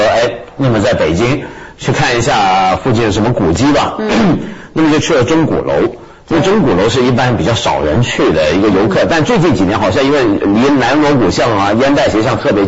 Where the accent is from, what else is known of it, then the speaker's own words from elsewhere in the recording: Taiwan; 因为我也是在台湾长大的外省人啊。那么我跟我外公住的，他把我养大。我外公呢是河北人